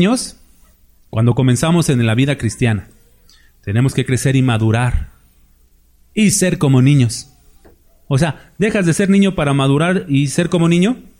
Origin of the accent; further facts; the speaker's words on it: Mexico; Aunque somos mexicanos, tenemos una idiosincrasia similar